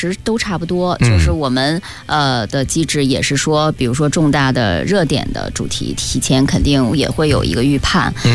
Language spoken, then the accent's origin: Chinese; China; 也说明哈，我们中国人。中国的网民是他的感情是非常的淳朴的